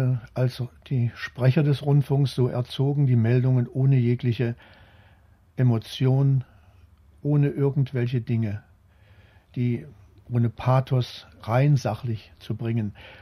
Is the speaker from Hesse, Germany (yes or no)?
yes; Kassel, Hesse, Germany; Ja, ich bin in Kassel aufgewachsen